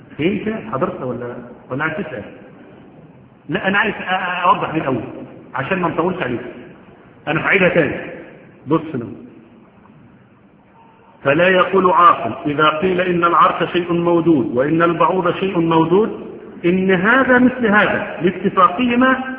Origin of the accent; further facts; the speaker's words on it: Egypt; حتى احنا عندنا كمصريين